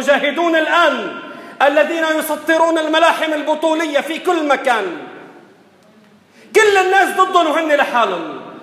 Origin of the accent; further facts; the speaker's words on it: Lebanon; والمسألة تحتاج عندنا بلبنان بالتحديد لشوية ربط جأش وصبر